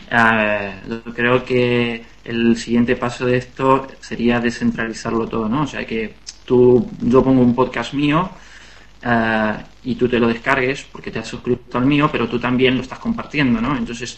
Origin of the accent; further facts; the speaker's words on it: Temperley, Buenos Aires Province, Argentina; moved away as an adult; also born or lived in Adrogué; now in Barcelona, Spain; Sí, nací en Androgué. Androgué es una ciudad que está muy cercana a Temperley. Viví toda mi vida en Temperley, pero nací en Androgué, sí.